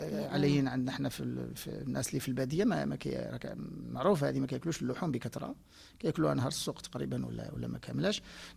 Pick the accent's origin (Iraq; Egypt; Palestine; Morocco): Morocco